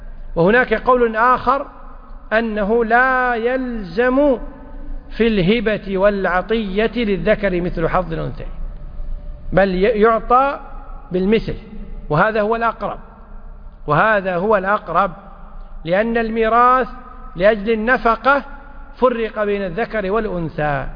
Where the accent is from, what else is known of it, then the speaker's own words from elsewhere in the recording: Kuwait; حنا بالعامية عندنا بالكويت يقول هذه لك طول عمرك